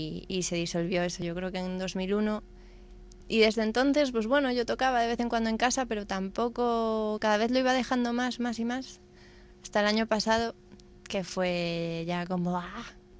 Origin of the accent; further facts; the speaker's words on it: Palma, Balearic Islands, Spain; now in Madrid, Spain; yo no soy de Madrid, entonces de encontrarla imaginaba que la encontraría en mi casa de Palma, vamos, en casa de mis padres.